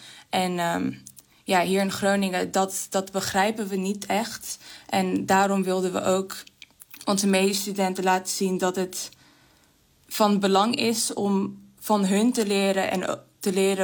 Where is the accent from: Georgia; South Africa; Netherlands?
Georgia; Dutch is a second language; Nou, ik ben oorspronkelijk uit Georgië.